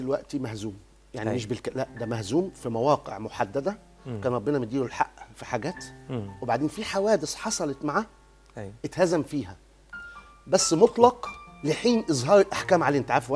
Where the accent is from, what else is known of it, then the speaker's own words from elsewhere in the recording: Egypt; وده اللي خلاني حاسس انا فرحان ان انا مصري